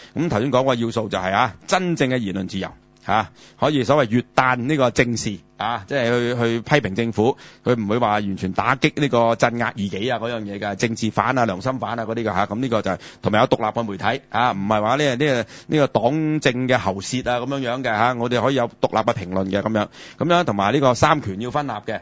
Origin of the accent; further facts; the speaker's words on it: China; 咁你话我哋中国人咧吓、啊，几千年嘅文明古国吓、啊，悠久历史，我哋嘅文化咁发达